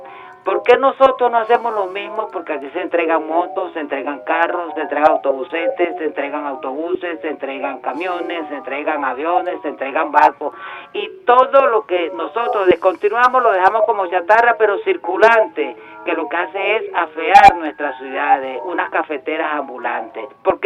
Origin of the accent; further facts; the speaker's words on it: Caracas, Capital District, Venezuela; soy caraqueño, feliz Caracas